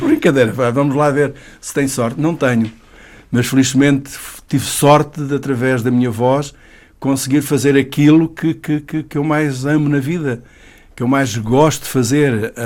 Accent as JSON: {"language": "Portuguese", "town": "Mourão", "region": "Évora", "country": "Portugal", "tie": "born there", "said": "Olha, eu nasci no Alentejo, nasci numa vila pequenina, muito bonita, com gente maravilhosa, que é Mourão"}